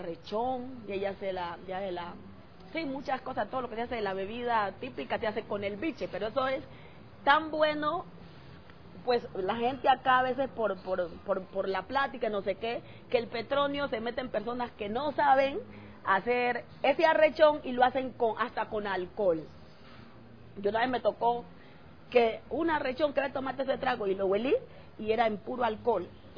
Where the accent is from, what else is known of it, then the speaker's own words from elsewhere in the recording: Timbiquí, Cauca, Colombia; moved away; Soy original de Timbiquí, Cauca. Hace 8 años llegué a vivir aquí